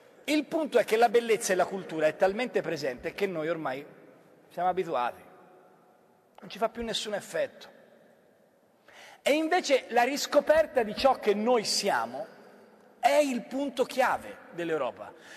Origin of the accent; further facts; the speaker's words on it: Florence, Tuscany, Italy; born there; io sono nato a Firenze, ma sono considerato del contado, avendo orgogliose radici rignanesi.